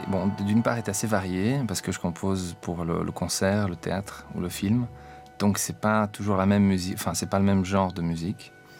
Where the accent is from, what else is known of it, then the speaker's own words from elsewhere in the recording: Transylvania, Romania; J'ai 29 ans. Et je suis né en Transylvanie, Roumanie. J'étais encore enfant, j'avais environ 6 ou 7 ans. J'habitais dans la République socialiste de Roumanie.